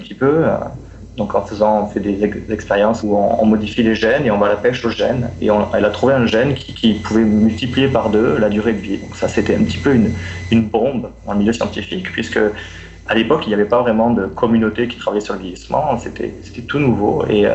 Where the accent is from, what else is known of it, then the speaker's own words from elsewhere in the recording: France; je suis français.